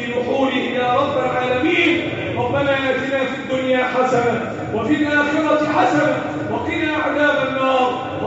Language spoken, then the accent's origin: Arabic; Egypt; اللهم احفظ بلدنا مصر وسائر بلاد المسلمين.